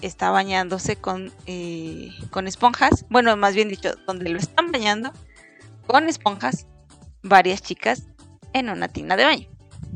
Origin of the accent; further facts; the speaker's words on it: Mexico; Yo soy de México, no tengo nada que ver con Chile. Yo soy de México